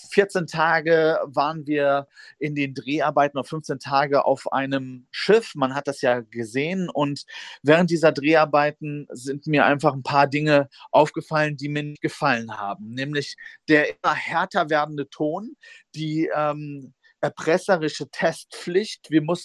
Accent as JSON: {"language": "German", "country": "United States", "lives_now": "Germany", "said": "Und ich komme ja aus Amerika, ich lebe hier"}